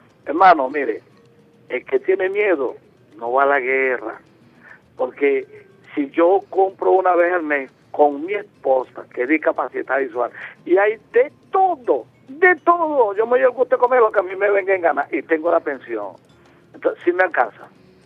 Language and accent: Spanish; Venezuela; No, hermano, yo soy buen venezolano.